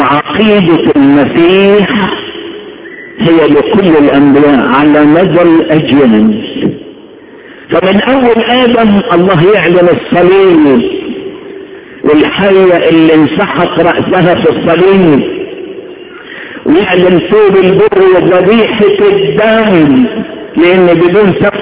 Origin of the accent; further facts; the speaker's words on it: Upper Egypt, Egypt; بيسموها الصعيده ليبر او مسله، عارفين الليبر ولا انا صعيدي بس؟